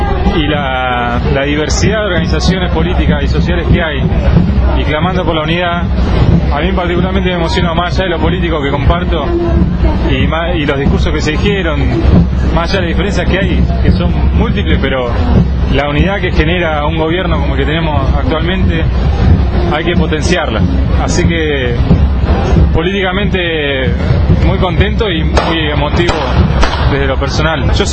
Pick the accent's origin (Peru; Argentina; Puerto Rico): Argentina; Río Negro; yo soy del interior, yo soy de Río Negro, pero estoy viviendo en Capital, ahora en el conurbano, de hace más de 15 años.